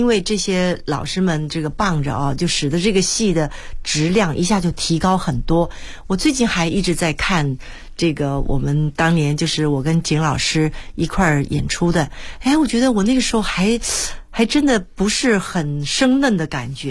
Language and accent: Chinese; Taiwan; 当时我不过就是从台湾来的一个女子啊